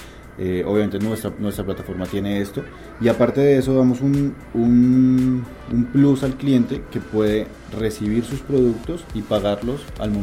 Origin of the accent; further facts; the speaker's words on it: Colombia; yo soy colombiano, en Bogotá es exactamente igual el tráfico que en Lima